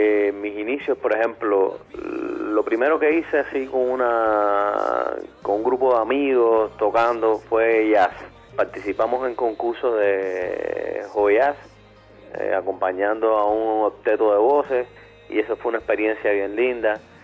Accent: Santa Clara, Villa Clara, Cuba; now in Havana, Cuba; Nací en Santa Clara, soy santaclareño, orgullosamente santaclareño.

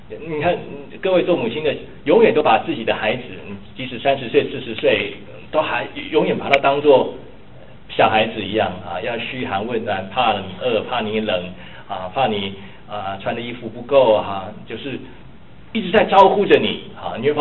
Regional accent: China; 为什么我们中国人都会说哈，这个夫妻吵架的时候

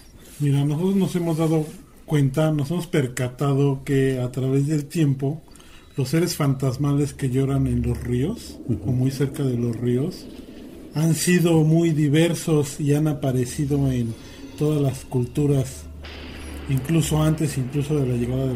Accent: Mexico; Yo me considero más mexicano que el nopal, pero no en la lengua.

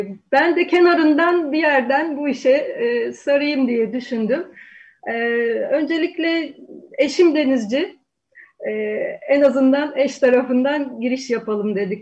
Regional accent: Sarıyer, Istanbul, Turkey; Bunun dışında Sarıyer'de büyüdüm. Babam aynı şekilde denizle uğraşıyordu.

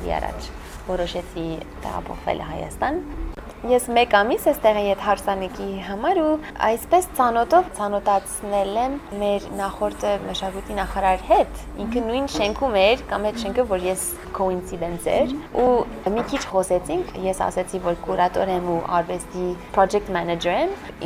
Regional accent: Boston, Massachusetts, United States; also born or lived in New York / Florence; now in Italy; Ես ծնվել եմ Բոստոնում, այնտեղ եմ մեծացել, մամաս ֆրանսիա հայ է ու պապաս ամերիկա հայ էր։

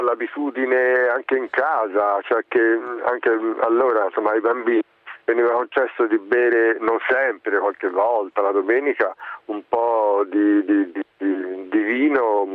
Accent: Tuscany, Italy; accent: Tuscan; also born or lived in Florence; Sono nato a Firenze, però appunto da piccolo sono vissuto in un paese, in un piccolo paese, in un comune vicino a Firenze, proprio con Termine, diciamo alle prime pendici del Chianti, insomma, in campagna

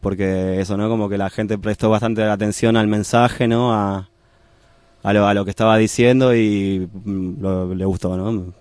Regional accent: Argentina; porque ahí en Chile, yo soy de Argentina, ¿no?

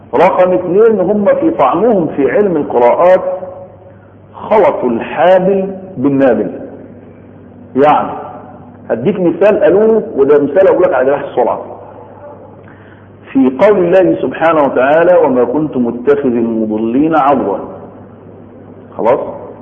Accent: Egypt; يعني عندنا في مصر بننطق لغة، في السعودية بينطقوا لكنة ولغة

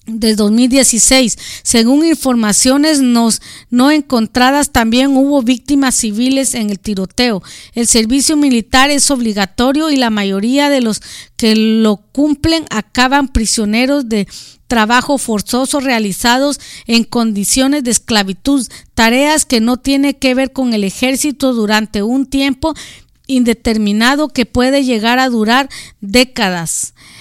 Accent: Guatemala; now in United States; en mi país la mayoría de gente homosexual, gays, transgénero se vienen huyendo del racismo de allá hacia su gente en Guatemala.

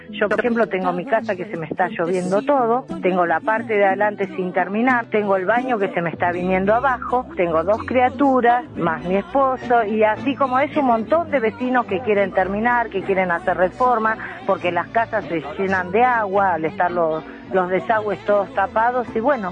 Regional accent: Villa Inflamable, Buenos Aires, Argentina; soy de acá de Villa Inflamable. Nos sentimos totalmente olvidados, discriminados.

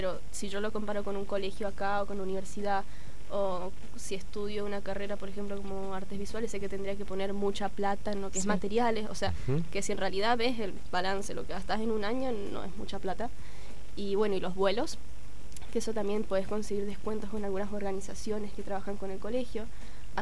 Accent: Mendoza, Argentina; en el campamento, de 36 personas, 16 éramos mendocinos

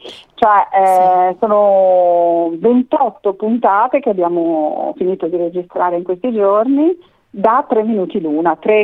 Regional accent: Bologna, Emilia-Romagna, Italy; è nata a Bologna, noi siamo bolognesi, amiamo questa città

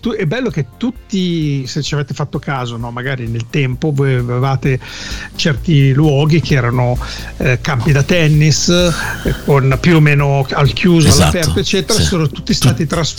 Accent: Parma, Emilia-Romagna, Italy; a Parma, dove io sono di Parma, no, nativo

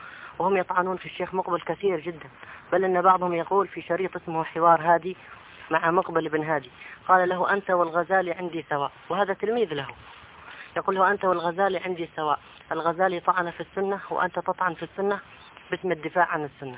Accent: Hadhramaut, Yemen; عندنا في حضرموت فيه كل بلية

